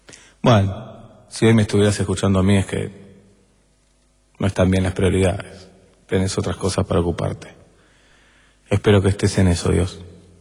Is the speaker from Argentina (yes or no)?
yes; Argentina; Y soy argentino y los argentinos a veces somos así.